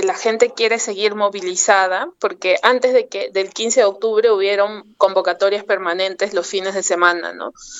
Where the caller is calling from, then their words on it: Lima, Peru; Hola, compas, ¿cómo están? Buenas tardes, saludos desde Lima, Perú. … de Corriente Amaru.